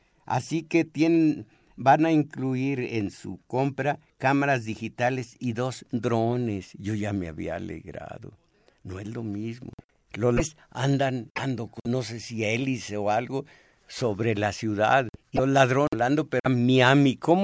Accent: Mexico; Yo también soy mexicano.

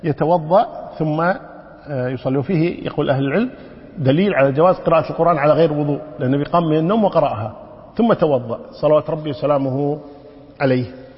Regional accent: Kuwait; ونحن عندنا في الكويت هنا النساء شو يقولون؟

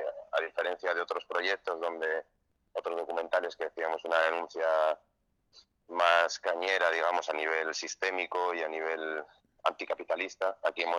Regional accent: Barcelona, Catalonia, Spain; born there; mi madre es francesa, yo nací en Barcelona, pero mi familia somos de asturianos, de San Esteban de Pravia, y migrantes también

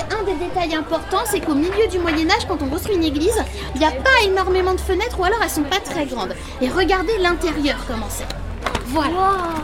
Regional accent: Centre-Val de Loire, France; Il y a de grandes forêts chez nous en Touraine.

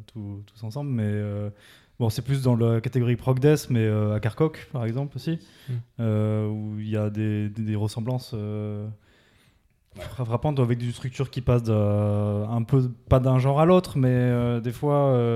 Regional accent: Montpellier, Occitanie, France; now in Toulouse, France; Je suis un peu un néo-toulousain, moi. On est un petit peu arrivé en même temps avec Vincent à Toulouse, parce que nous, de base, on est de Montpellier, et on s'est exilé à Toulouse

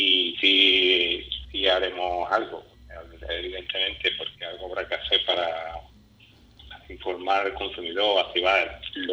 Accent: Spain; quien pagamos los impuestos, la enseñanza pública, para la enseñanza pública, somos los españoles.

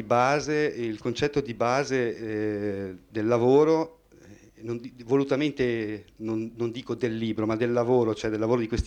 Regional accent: Bolzano, Trentino-Alto Adige, Italy; sono nato e ho sempre vissuto in Alto Adige, però ci tengo molto anche alla mia origine nonesa, sì.

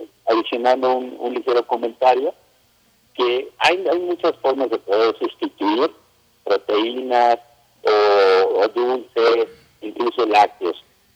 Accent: Puebla, Mexico; Yo, en lo personal, te puedo decir que la soy poblano.

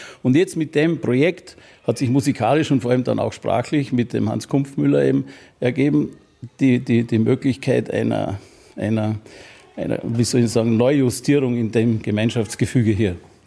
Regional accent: Aachen, North Rhine-Westphalia, Germany; now in Tarsdorf, Austria; wohnhaft in Tarsdorf, aufgewachsen in Aachen im Nachbardorf.

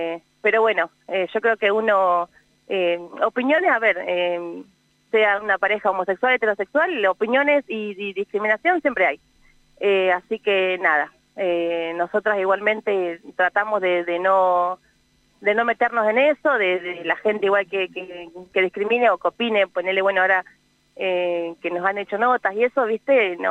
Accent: Uriburu, La Pampa, Argentina; Yo soy de Uriburu

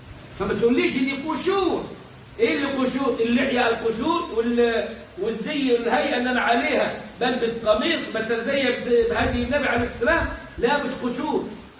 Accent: Upper Egypt, Egypt; اعتبروا مصر تحت باطهم زي ما بيقولوا عندنا في الصعيد

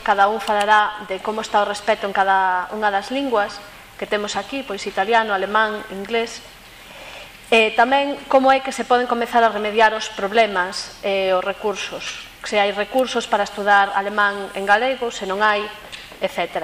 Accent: Galicia, Spain; a miña lingua primeira non é o alemán, senón que a miña lingua primeira é o galego e máis o castelán.

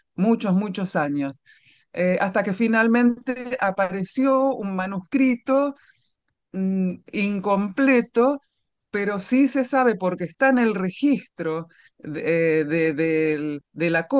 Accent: Argentina; Yo soy argentina, entonces tendría que pensar en autores argentinos más que en españoles o ingleses

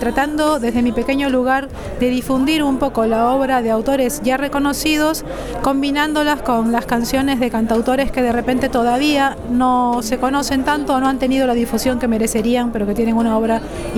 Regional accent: Peru; soy peruana, soy cantora, intérprete de canción de autor peruana y latinoamericana contemporánea

